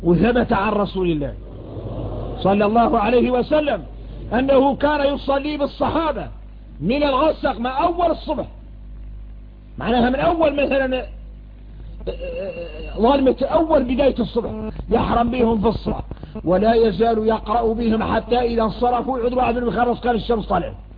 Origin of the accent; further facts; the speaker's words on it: Mauritania; إحنا موريتاني